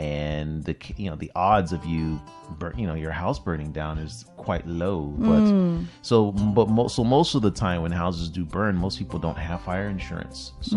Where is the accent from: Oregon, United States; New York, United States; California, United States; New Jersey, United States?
California, United States; I'm from California